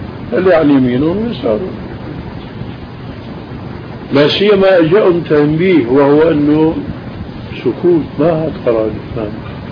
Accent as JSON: {"language": "Arabic", "country": "Syria", "said": "مثلا عندنا بالشام كان في خرافة"}